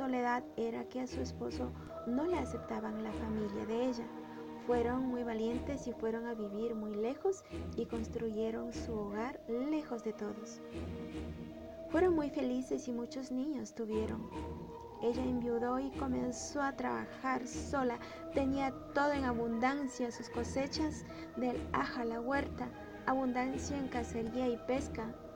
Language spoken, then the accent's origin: Spanish; Ecuador; soy ecuatoriana, nacionalidad Shuar.